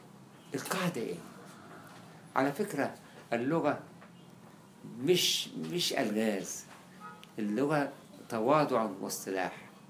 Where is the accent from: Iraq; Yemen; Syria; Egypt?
Egypt; طب ما احنا كلنا مصريين بنتكلم عربي احنا بنعرف لغه عربيه